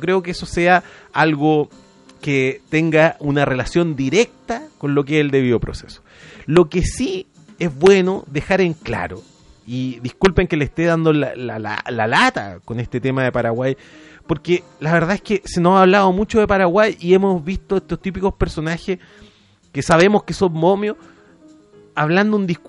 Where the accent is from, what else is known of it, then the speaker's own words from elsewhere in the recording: Chile; qué tan parecidos somos los chilenos con los paraguayos